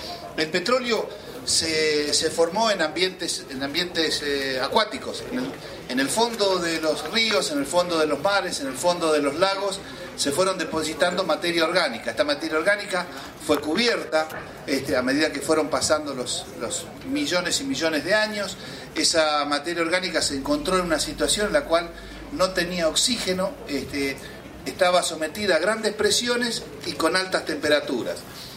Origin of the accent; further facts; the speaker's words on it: Argentina; Yo soy de Argentina